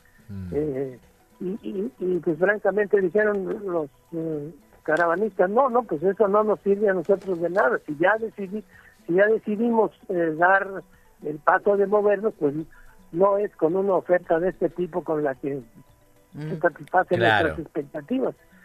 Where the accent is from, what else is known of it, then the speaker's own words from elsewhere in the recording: Mexico; un enemigo formidable que somos los mexicanos, ¿no?